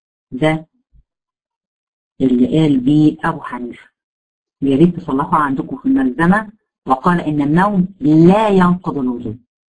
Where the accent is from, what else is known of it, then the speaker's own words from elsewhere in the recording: Egypt; وده يمكن المشهور عندنا في مصر